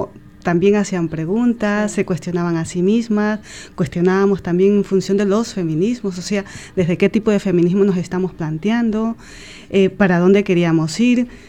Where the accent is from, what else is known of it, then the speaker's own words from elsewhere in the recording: Ecuador; estamos conectándonos, por ejemplo, con Ecuador, ya que somos ecuatorianos